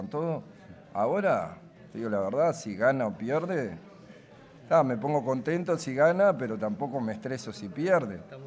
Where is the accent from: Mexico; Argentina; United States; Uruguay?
Uruguay; Y yo soy de Uruguay